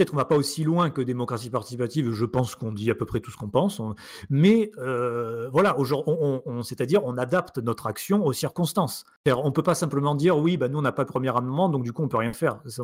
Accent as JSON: {"language": "French", "country": "France", "said": "Aux États-Unis, ils me font honte personnellement en tant que Français"}